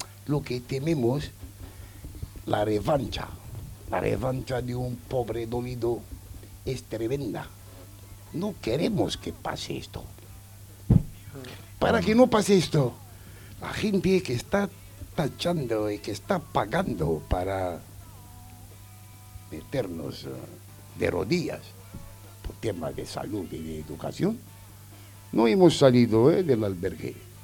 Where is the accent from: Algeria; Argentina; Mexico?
Algeria; En mi país, soy argelino, está saliendo el agua, el desierto a borbotones.